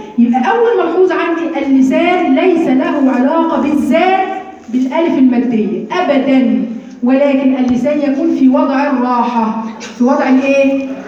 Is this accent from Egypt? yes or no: yes; Egypt; مش بس عندنا في مصر كمان الاماله في الالف